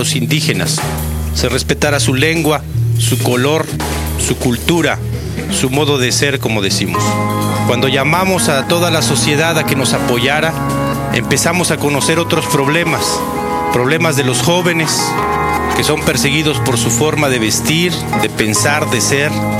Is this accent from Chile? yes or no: no; Mexico; Vamos a salvar este país como mexicanos y mexicanas que somos de abajo